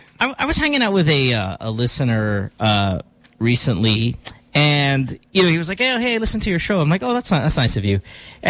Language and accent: English; Central Luzon, Philippines; I'm from Bulacan. Oh, I'm from Bukawi.